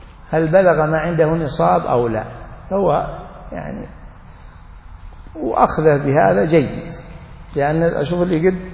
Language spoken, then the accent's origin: Arabic; Najd, Saudi Arabia; الصاع النجدي الموجود عندنا في نجد أكبر من الصاع النبوي بمد تقريبا